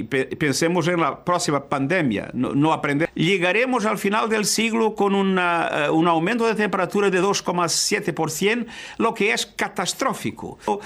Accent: Portugal; Spanish is a second language; En mi país, Portugal, 80% de las personas están vacunadas.

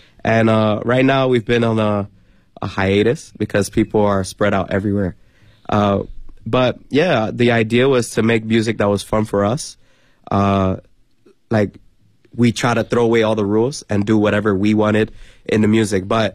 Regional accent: New York City, New York, United States; Well, no, because I'm from New York, from New York City.

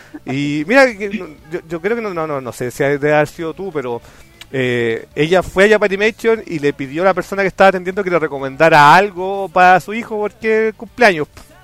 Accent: Santiago, Santiago Metropolitan Region, Chile; lo más cercano que yo podía tener como santiaguino, como chileno

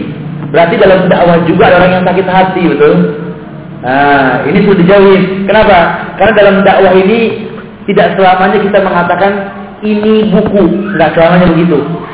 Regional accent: Yemen; saya dari Yaman

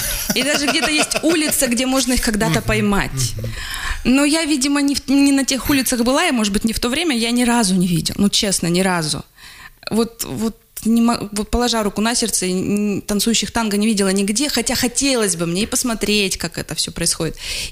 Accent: Russia; Я из России

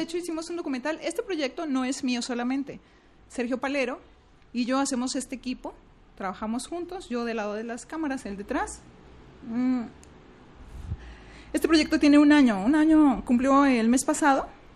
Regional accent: Hidalgo, Mexico; now in Guadalajara, Mexico; De la Huasteca de Hidalgo. Sí, sí. Pues yo tengo muchos años en Guadalajara.

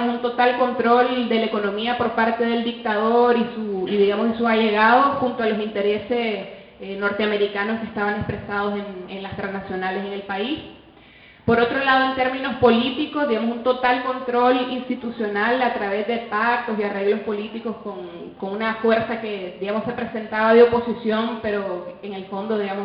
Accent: Nicaragua; Bueno, como decía el compañero, yo soy de Nicaragua.

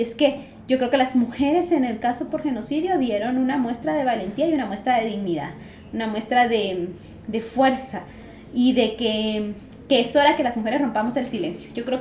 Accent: Guatemala; Mientras como pueblo guatemalteco no revisemos lo que pasó en la historia de nuestro país

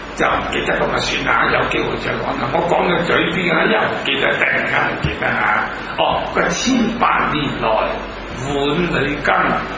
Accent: Hong Kong; 咁我都系香港人啦

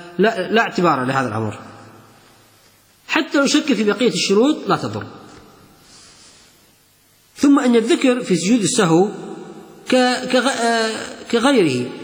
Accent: Kuwait; الحين نشوف مكيف عنتر اللي عندنا في الكويت

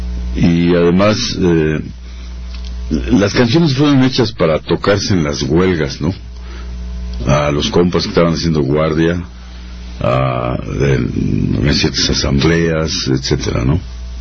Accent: Mexico City, Mexico; en un barrio proletario. Nací en la Guerrero, pero luego me fui a la Plutarco Elías Calles

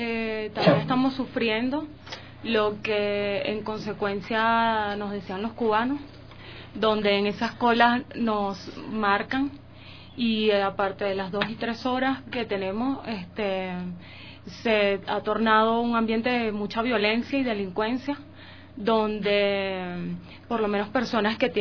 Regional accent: Venezuela; abogada también, venezolana, y mi amiga.

